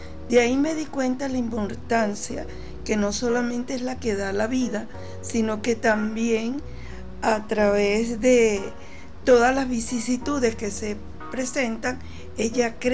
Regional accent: Venezuela; Como artista venezolano, siempre hay un símbolo, ok, que me identifica como artista venezolana y por el amor a mi país.

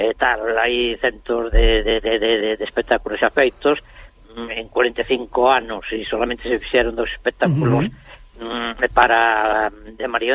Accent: Galicia, Spain; somos galegos, hacemos a nosa cultura, que é moi importante, non? Temos a nosa lingua, a nosa cultura

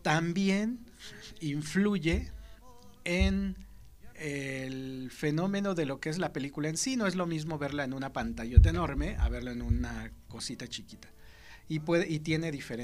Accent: Mexico City, Mexico; Nosotros venimos de la Ciudad de México

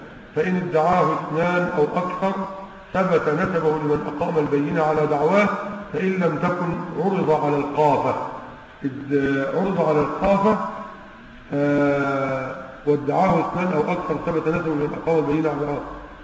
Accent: Egypt; واحنا عندنا في مصر هنا تقريبا 160 جنيه

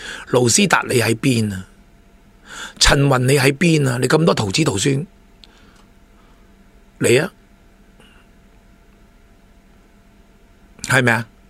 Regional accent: Hong Kong; 我哋香港人仲有意志力同你

